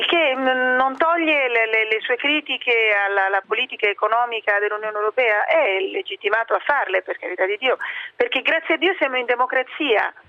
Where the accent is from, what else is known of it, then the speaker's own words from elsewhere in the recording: Rome, Lazio, Italy; Da romana, Piazza del Popolo sta lì e la puoi frequentare quando vuoi